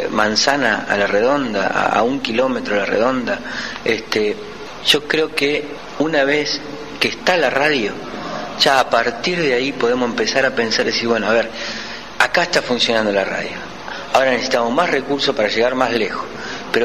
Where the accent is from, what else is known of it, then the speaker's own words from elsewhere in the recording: Rosario, Santa Fe, Argentina; vengo de la ciudad de Rosario